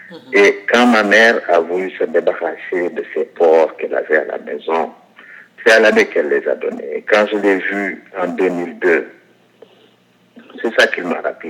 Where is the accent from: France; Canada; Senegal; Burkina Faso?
Senegal; Ziguinchor; born there; Je suis né à Ziguinchor, ma grand-mère est de Cabrousse, sa mère est de Cabrousse, donc ses grands-parents sont des Guémarins.